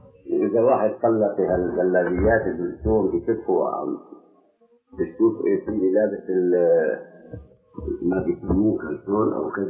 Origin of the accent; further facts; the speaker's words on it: Aleppo, Aleppo Governorate, Syria; هذا في ناس كثير عندنا في حلب